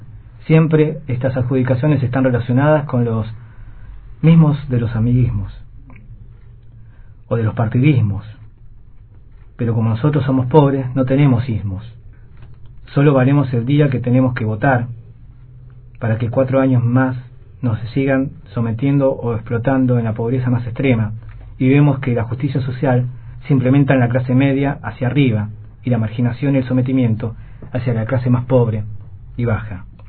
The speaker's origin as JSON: {"language": "Spanish", "region": "Río Negro", "country": "Argentina", "said": "Nosotros, como ciudadanos argentinos"}